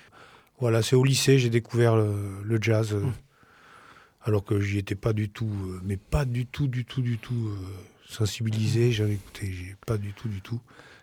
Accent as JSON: {"language": "French", "town": "Bordeaux", "region": "Nouvelle-Aquitaine", "country": "France", "said": "Moi, je suis bordelais, quoi, donc ouais. J'étais du coin."}